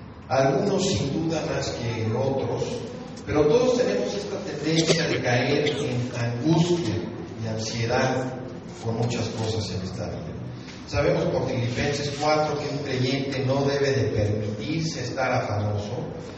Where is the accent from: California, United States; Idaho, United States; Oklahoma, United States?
Oklahoma, United States; Yo propiamente soy de Oklahoma, de Estados Unidos